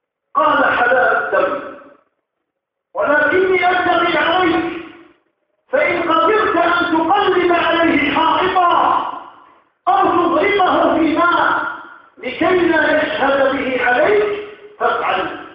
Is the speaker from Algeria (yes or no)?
yes; Algeria; ونذر الخطر تدق أجرافها في بلادنا الجزائر هنا وهناك